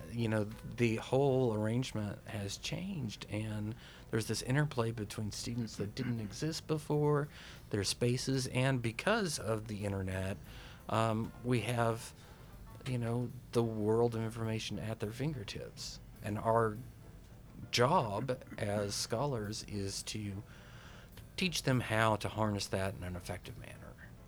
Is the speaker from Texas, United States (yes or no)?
yes; Texas, United States; Because when I grew up in West Texas in the 1970s